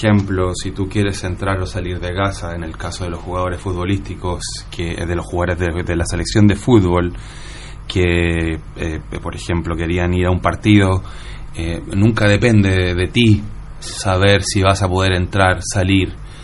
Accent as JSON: {"language": "Spanish", "country": "Chile", "tie": "born or raised there", "said": "Yo crecí en dictadura militar en Chile."}